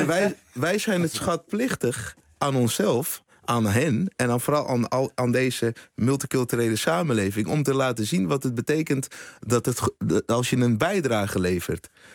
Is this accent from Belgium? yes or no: no; Utrecht, Netherlands; born there; Nou, heel ingewikkeld verhaal met Suriname en geboren in Utrecht